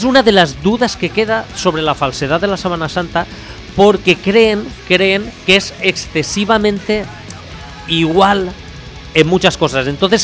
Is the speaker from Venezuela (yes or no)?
no; Spain; somos españoles, quiero decirte.